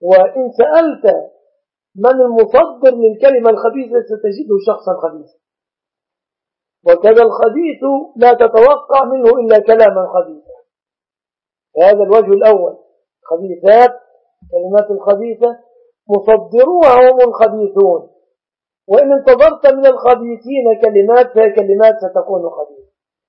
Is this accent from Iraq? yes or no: no; Egypt; فمثلا بلادنا مصر لا يخفى أن فيها ظلم